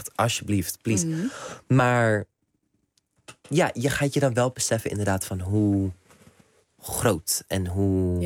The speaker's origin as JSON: {"language": "Dutch", "country": "Netherlands", "said": "mijn ouders zijn Nederlands. Ik woon in Nederland. Ik ben misschien hier niet opgegroeid, maar ik ben wel Nederlander."}